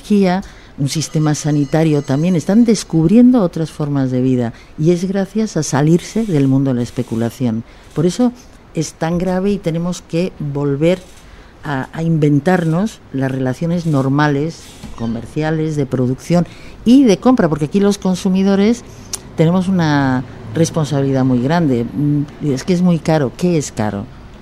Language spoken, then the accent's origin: Spanish; Bolivia; yo soy boliviana